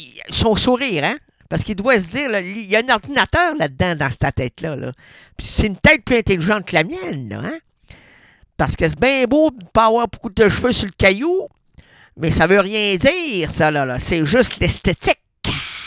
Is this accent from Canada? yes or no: yes; Quebec City, Quebec, Canada; Moi, je suis de Québec. Mon ignare...